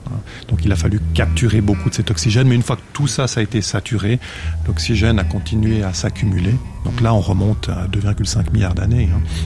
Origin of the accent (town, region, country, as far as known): Switzerland